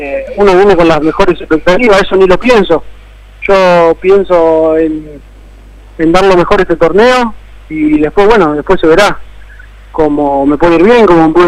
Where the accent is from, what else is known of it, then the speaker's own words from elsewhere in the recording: Santa Fe, Argentina; Yo soy de Santa Fe, de Nuevo Torto.